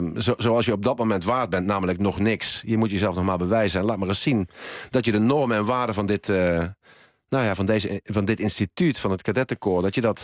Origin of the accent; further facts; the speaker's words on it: Helmond, North Brabant, Netherlands; Ik heb een jeugd gehad in Helmond. In een heel eenvoudig arbeidersgezin opgegroeid.